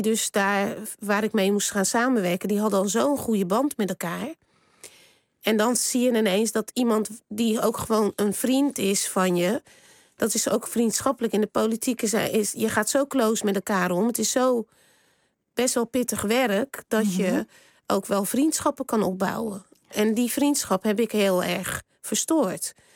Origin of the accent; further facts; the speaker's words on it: Rotterdam, South Holland, Netherlands; Ik kom uit Rotterdam.